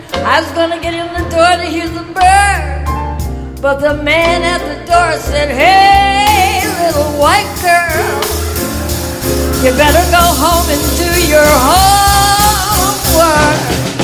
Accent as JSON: {"language": "English", "region": "Pennsylvania", "country": "United States", "tie": "born or raised there", "also_born_or_lived": "Detroit, Michigan", "said": "Born in Detroit, Michigan. November the 18th, 19, Mickey Mouse's birthday. But my mother, she was only 17 years old and she couldn't raise me. So she sent me to live with my grandparents in a small coal mining town in Pennsylvania State."}